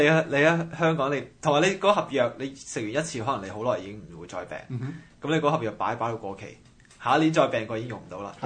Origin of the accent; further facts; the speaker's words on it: Canada; 即我們加拿大人係咁話自己醫療系統幾好啊！